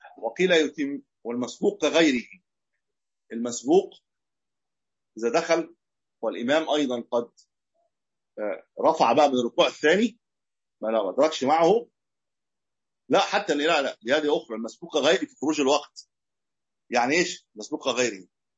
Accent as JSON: {"language": "Arabic", "country": "Egypt", "said": "زي عندنا في مصر الآن اللي فيها أسواق"}